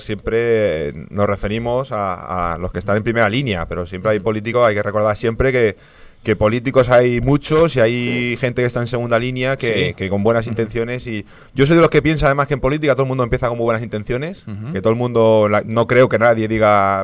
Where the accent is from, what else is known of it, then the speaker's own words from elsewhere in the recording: Madrid, Community of Madrid, Spain; aquí todo el mundo somos de Madrid prácticamente.